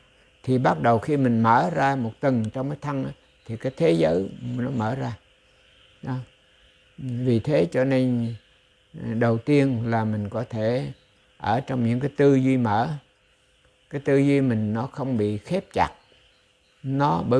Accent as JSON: {"language": "Vietnamese", "region": "Central Vietnam", "country": "Vietnam", "tie": "born or raised there", "said": "ví dụ như tôi nhớ quê hương của tôi. Tôi nhớ về những cái tình, cái tỉnh miền Trung, gọi là về miền Trung, bóng dừa ngàn thôn, thuyền ngược xuôi suốt một dòng sông."}